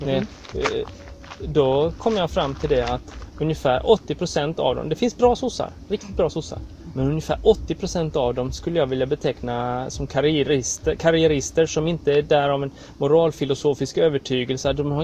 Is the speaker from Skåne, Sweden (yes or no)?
no; Växjö, Kronoberg County, Sweden; samma där jag kommer från Växjö